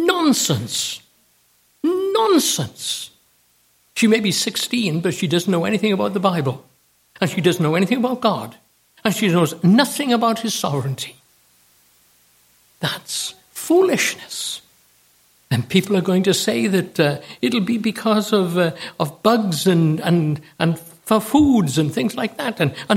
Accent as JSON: {"language": "English", "country": "United States", "said": "We Americans, and I say we because I am an American, know nothing about kings and queens."}